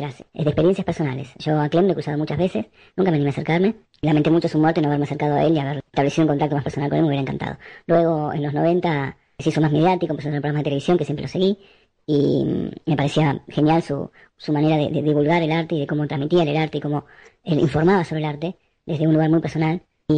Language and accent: Spanish; La Plata, Buenos Aires Province, Argentina; fui a la Facultad de Arte de La Plata. Yo soy de La Plata